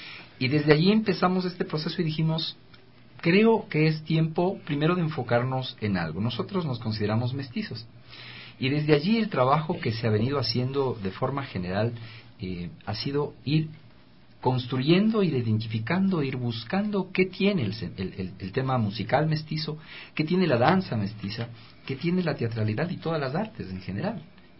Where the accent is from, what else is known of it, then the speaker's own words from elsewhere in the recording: Ecuador; y qué mejor hacerlo también como ecuatoriano